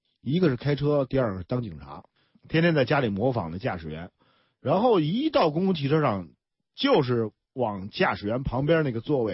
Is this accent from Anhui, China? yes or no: no; Beijing, China; 我在北京生北京长。